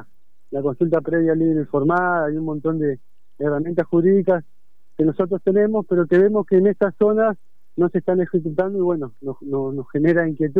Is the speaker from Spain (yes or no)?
no; Río Gallegos, Santa Cruz, Argentina; born there; Comenzó en Río Gallegos, en Mitubún, donde yo nací.